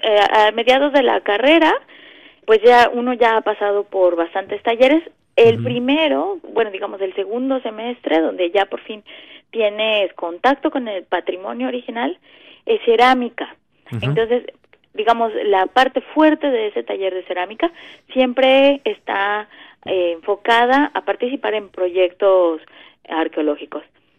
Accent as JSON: {"language": "Spanish", "region": "Mexico City", "country": "Mexico", "tie": "born or raised there", "said": "Yo crecí en el Distrito Federal, uh-huh, por lo tanto tenía, por supuesto"}